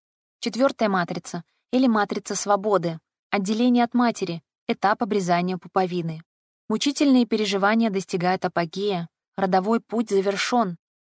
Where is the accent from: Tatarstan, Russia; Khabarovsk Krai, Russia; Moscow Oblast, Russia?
Khabarovsk Krai, Russia; Khabarovsk; Я сама из Хабаровска